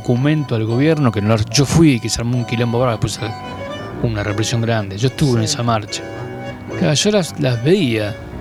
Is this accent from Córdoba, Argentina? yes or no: no; Buenos Aires, Argentina; yo soy de Villa Crespo, un barrio donde hay muchos judíos.